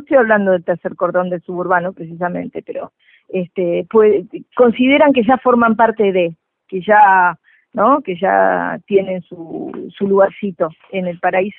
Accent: Uruguay; Te lo digo como uruguaya. Nosotros, bueno, claro, en el Uruguay tenemos una clase media muy potente

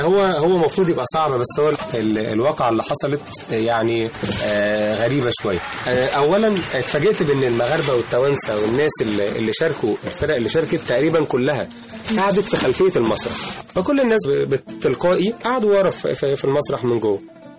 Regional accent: Egypt; لازم نكون نستاهل ان احنا مصريين.

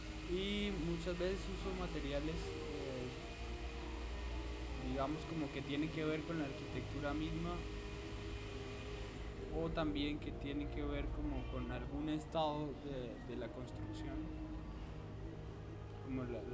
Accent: Cali, Valle del Cauca, Colombia; soy un artista de Cali, de 28 años.

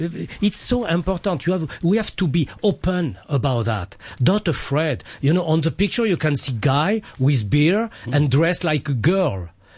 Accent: France; I come from France, and the culture every day in school and after.

